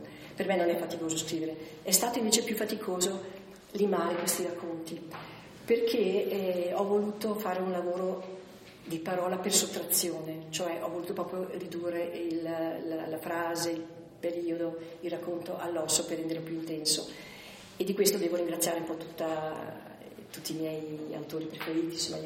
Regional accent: Trentino-Alto Adige, Italy; sintetizzare 100 anni di storia della mia terra, ma anche di indurre il lettore a capire cos'era la Valsugana

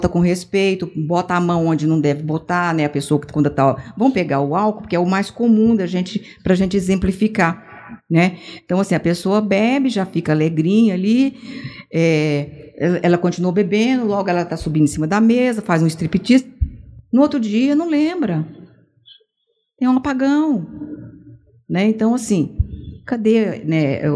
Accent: Uberaba, Minas Gerais, Brazil; Minha terrinha.

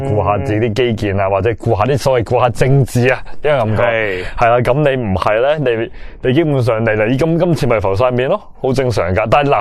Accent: Macau; 我就算我唔理我澳门人感受，我都理我自己感受

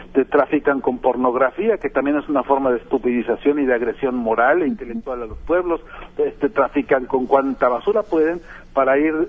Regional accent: Mexico; ¿cómo no vamos a saber qué hacer ante eso los mexicanos que somos hijos de Emiliano Zapata, ¿no?

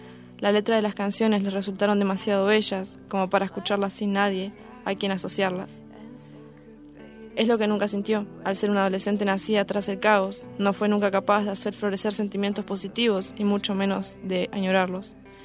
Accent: Bariloche, Río Negro, Argentina; de Bariloche.

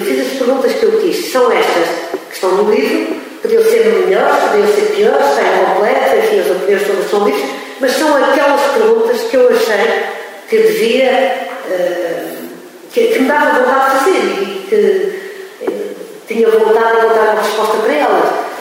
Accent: Coimbra, Centro, Portugal; born there; nasci em Coimbra

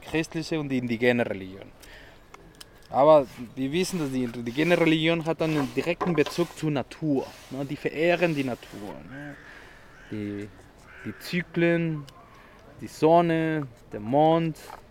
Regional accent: northern Mexico, Mexico; German is a second language; In Mexiko im Norden haben wir die Wüste, die Wüsteregion. Und da, ja, wir kommen aus dieser Ecke, aus Norden Mexikos

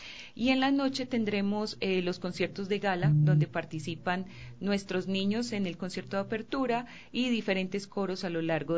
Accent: Colombia; now in Ecuador; pues para mí que soy colombiana fue una tremenda sorpresa

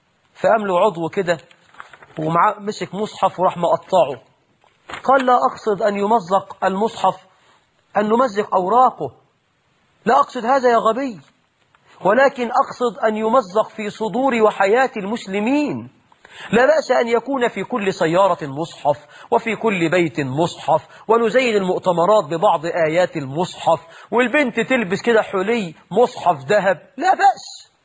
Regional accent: Egypt; اللهم جنب بلدنا مصر كل الفتن ما ظهر منها وما بطن

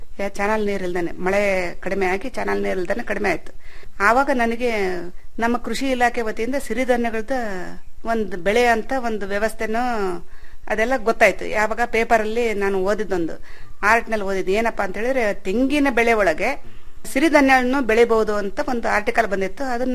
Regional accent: Shivamogga, Karnataka, India; ಹುಟ್ಟೂರು ನಂದು ಶಿವಮೊಗ್ಗ ಜಿಲ್ಲೆ ಆಗಿರೋದ್ರಿಂದ ನಾನು ಅಲ್ಲೂ ನೋಡಿಲ್ಲ. ನಾನು ಬರೀ ಭತ್ತದ ಬೆಳೆ ಕಂಡವಳು.

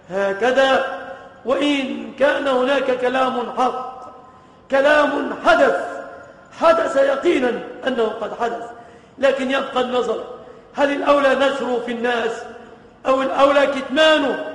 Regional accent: Egypt; بلادنا مصر

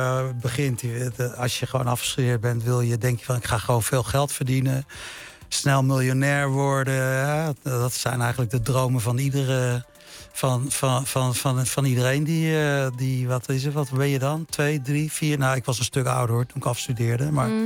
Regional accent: Suriname; Dat het feit dat ik uit Suriname kom. Dat ik uit een niet-Surinaamse familie kom.

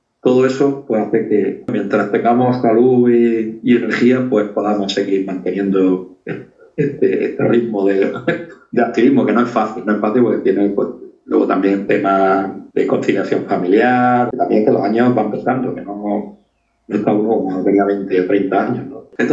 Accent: Andalusia, Spain; mi niñez pues fue en Cortijo y en la Sierra de Filabre, en la que era una economía de subsistencia, es decir, prácticamente de autoconsumo.

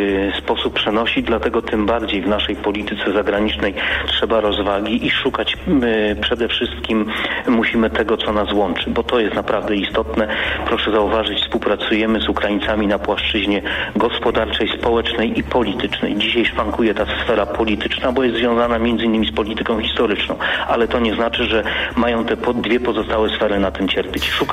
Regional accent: Silesian Voivodeship, Poland; Ja jestem ze Śląska

